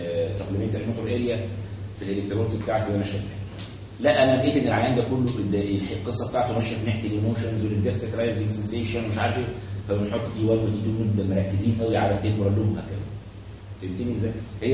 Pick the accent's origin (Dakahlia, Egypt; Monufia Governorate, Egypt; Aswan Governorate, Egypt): Aswan Governorate, Egypt; Aswan; بصوا يا باشا زمان عندنا في اسوان، اسوان دي محافظه ملتم